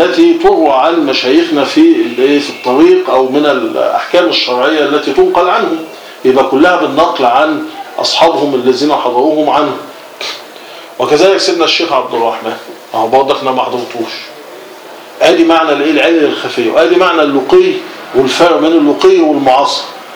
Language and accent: Arabic; Cairo, Cairo Governorate, Egypt; هو قاهري وانا قاهري، شبراوي وانا شبراوي.